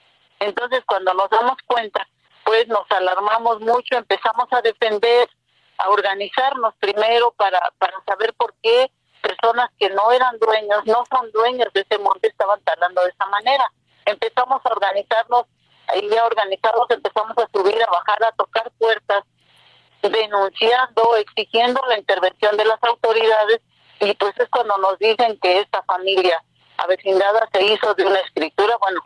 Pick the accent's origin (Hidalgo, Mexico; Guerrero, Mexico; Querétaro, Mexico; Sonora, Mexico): Hidalgo, Mexico; Zacacuautla; de Zacacuautla, Acasochitlán, Hidalgo. Mi pueblo es en la Sierra Norte de Hidalgo, colindando con la Sierra Norte de Puebla. Es un lugar muy propicio para lo forestal.